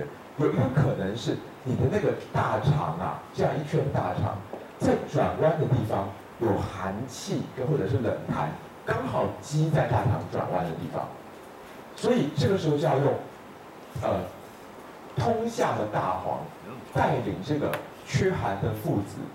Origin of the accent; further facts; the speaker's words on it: Taiwan; 而尤其如果要说我们台湾人的话，冷东西吃的比较多